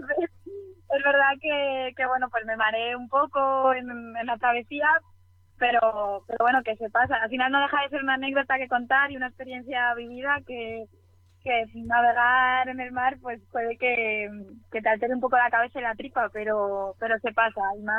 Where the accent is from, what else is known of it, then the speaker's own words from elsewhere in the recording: Toledo, Castilla-La Mancha, Spain; yo soy de Toledo, aunque pero estudié biología en Salamanca, por eso han dicho antes que venía de esas tierras.